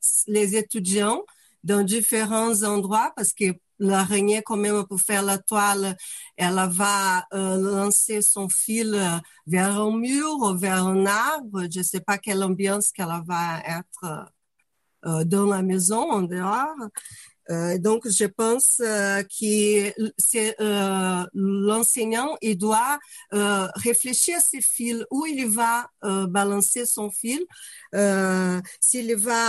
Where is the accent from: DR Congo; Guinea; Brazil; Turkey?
Brazil; French is a second language; moved away as an adult; now in France; Je suis brésilienne, je suis en France depuis 15 ans